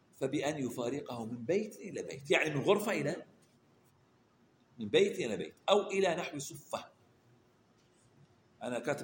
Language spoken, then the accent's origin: Arabic; Eastern Province, Saudi Arabia; accent: Hasawi; اللي هي لهجتنا احنا الحسوية.